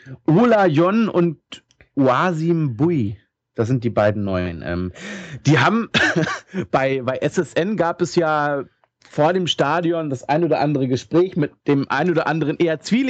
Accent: Hanover, Lower Saxony, Germany; Ich als Hannoveraner kann das auch mal sagen, wie ich finde.

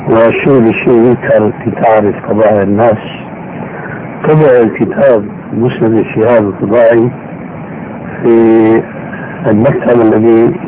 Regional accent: Syria; وكما يقولون عندنا في الشام بلا طول سيرة

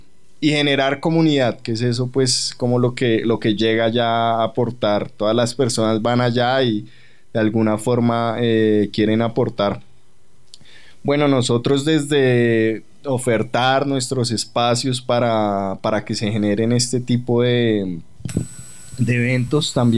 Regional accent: Bogotá, Colombia; a mí, pues, como bogotano, me duele ver eso.

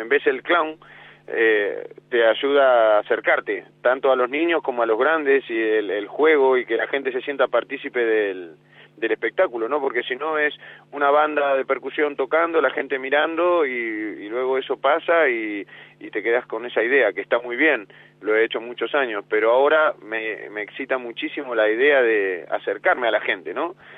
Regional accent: Casar de Cáceres, Extremadura, Spain; yo ando con mucha ganas en agosto de hacer un festival aquí en mi pueblo del Casar de Cáceres

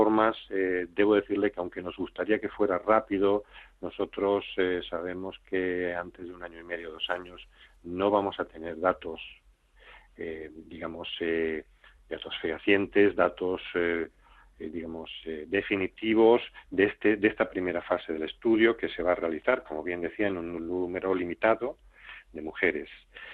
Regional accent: Asturias, Spain; moved away as an adult; also born or lived in United States; now in Salamanca, Spain; Yo, yo soy asturiano, hice mi entrenamiento en Estados Unidos

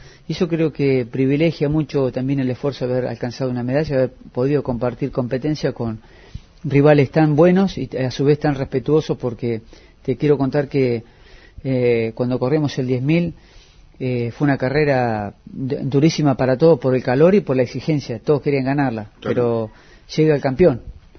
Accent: Argentina; a uno como argentino se enorgullece.

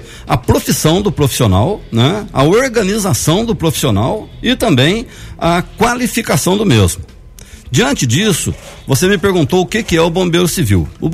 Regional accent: Poços de Caldas, Minas Gerais, Brazil; Sim, eu sou natural de Poços de Caldas, né? Moro lá desde que nasci.

